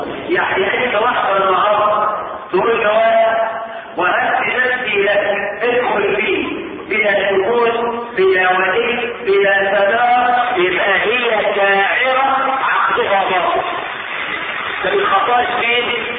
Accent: Egypt; احنا كمصريين عندنا مثلا يوافق الشرع لكنه معقم.

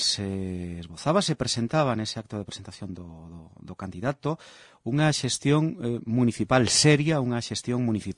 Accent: O Carballiño, Galicia, Spain; Eu son do Carballiño

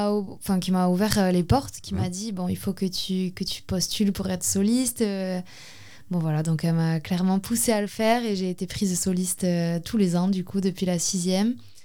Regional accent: Ustaritz, Nouvelle-Aquitaine, France; Je suis d'Ustaritz, donc ils sont les deux dans des chœurs à Ustaritz.

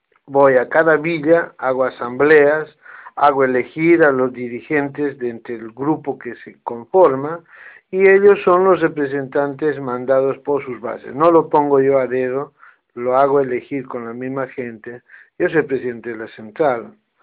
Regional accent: Jujuy, Argentina; moved away as an adult; now in Buenos Aires, Argentina; cuando vine acá a mi país hace 20 años atrás, va, 30 años, porque 10 estuve en Jujuy, pues yo soy de Jujuy, nací en Jujuy, tengo familia en Jujuy

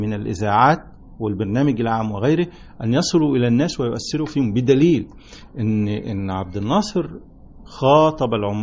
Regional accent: Beni Suef Governorate, Egypt; احنا انا من بني سويف من مركز سنصة من قرية اسمها بني حلة

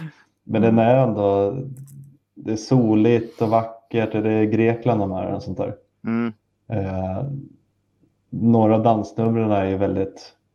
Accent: Sweden; vi är ju svenskar

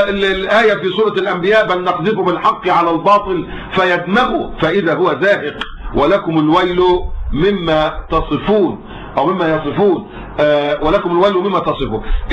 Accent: Egypt; لا، في ناس عندنا في مصر ناس مجرمون

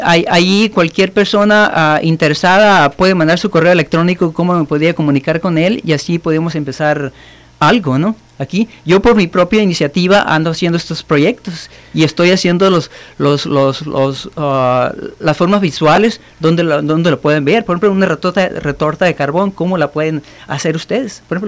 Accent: Rayón, Sonora, Mexico; Yo soy originario de Rayón, Sonora.

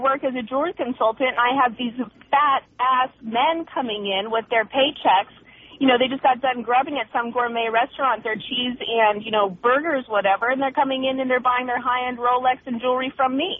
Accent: Pacific Northwest, United States; moved away; Well, I'm from the Pacific Northwest. I'm trying to adjust to the materialism that's out here.

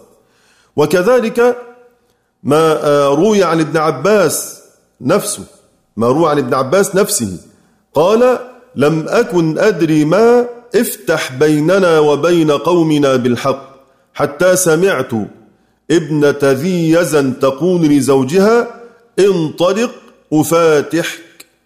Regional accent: Egypt; هل أستطيع أنا كمصري إني أقول إني أحيط بكل معاني كلمات على أقل بلدي؟

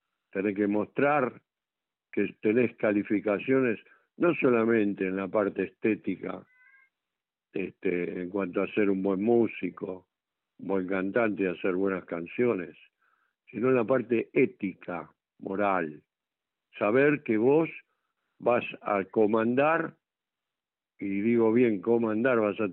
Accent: Argentina; que yo como buen argentino lo he amado desde chico

